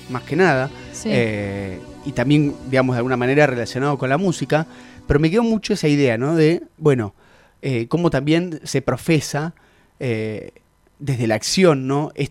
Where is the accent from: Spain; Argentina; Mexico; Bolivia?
Argentina; porque somos argentinos, somos así, sí.